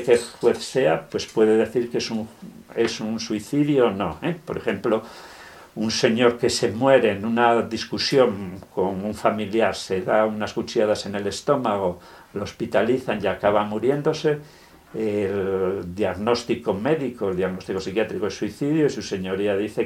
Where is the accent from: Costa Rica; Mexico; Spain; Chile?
Spain; Avilés, Asturias; un parador de Avilés, de donde yo soy